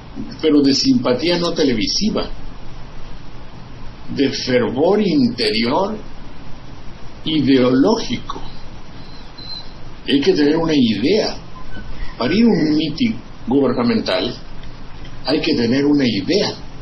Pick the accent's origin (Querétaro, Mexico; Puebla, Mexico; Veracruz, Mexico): Veracruz, Mexico; Boca del Río; ¿A qué fue en mi tierra?